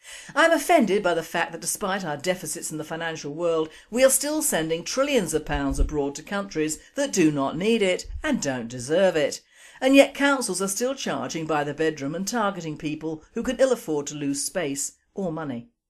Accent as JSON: {"language": "English", "region": "England", "country": "United Kingdom", "said": "People, our people, are ashamed of being English and grovel and crawl to a new culture"}